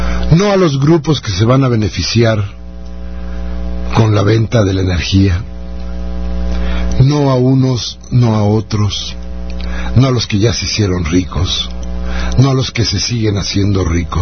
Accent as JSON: {"language": "Spanish", "country": "Mexico", "said": "nos hace falta como mexicanos"}